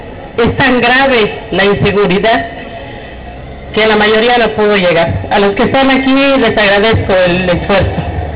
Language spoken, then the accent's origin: Spanish; Petatlán, Guerrero, Mexico; Yo soy de Petatlán, Costa Grande.